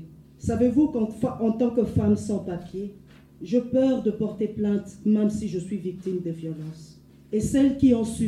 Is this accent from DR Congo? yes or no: yes; DR Congo; Je suis congolaise de la République démocratique du Congo.